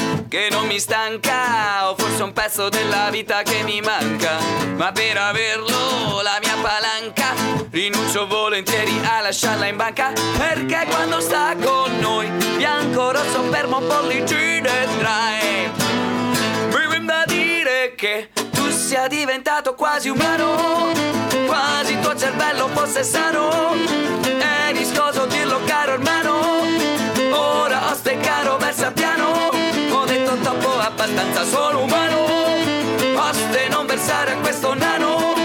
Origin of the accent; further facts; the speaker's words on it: Veneto, Italy; noi siamo veneti, il quartetto è proprio veneto doc